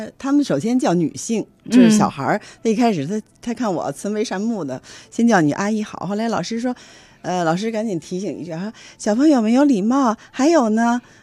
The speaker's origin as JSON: {"language": "Chinese", "region": "Jiangsu", "country": "China", "tie": "born or raised there", "said": "我回那个我们老家在江苏，他们是那个农村嘛"}